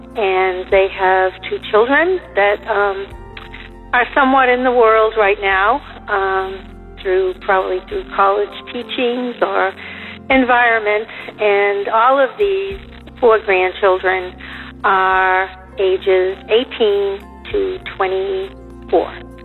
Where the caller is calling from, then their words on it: Nashua, New Hampshire, United States; I'm from Nashua, and I would appreciate prayer